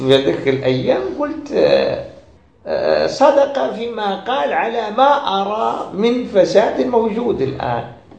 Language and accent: Arabic; Algeria; عندنا في الجزائر